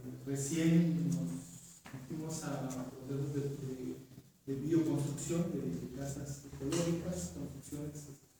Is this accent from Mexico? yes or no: yes; San Pedro Comitancito, Oaxaca, Mexico; Yo vengo de San Pedro Comitancito, mismo de Comanupé, a una hora de Chicano, una referencia.